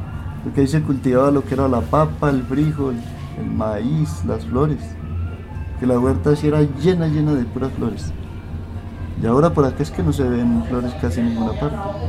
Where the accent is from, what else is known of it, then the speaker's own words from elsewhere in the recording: Santa Elena, Antioquia, Colombia; also born or lived in Medellín; Lo que pasa es que yo soy de aquí de Santa Elena, pero yo nací en Medellín.